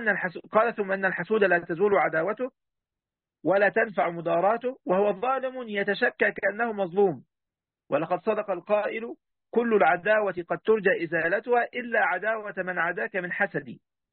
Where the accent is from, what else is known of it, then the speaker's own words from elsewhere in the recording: Egypt; طبعا يا جماعه 5 وخميسة دي عندنا في مصر، ربنا يهدينا يعني هنا ويهدي جميع المسلمين والمسلمات يا رب.